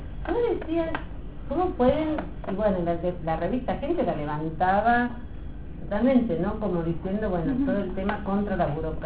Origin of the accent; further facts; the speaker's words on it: Córdoba, Argentina; Yo vengo de Córdoba, y yo me acuerdo que en Córdoba cualquier cosa que vos necesitabas hacer era pagar un peso, cinco pesos, dos pesos